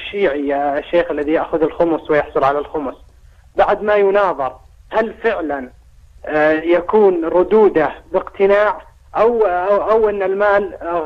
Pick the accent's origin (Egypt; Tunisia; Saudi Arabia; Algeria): Saudi Arabia; مثل عندنا في السعودية نستطيع أن نوزعها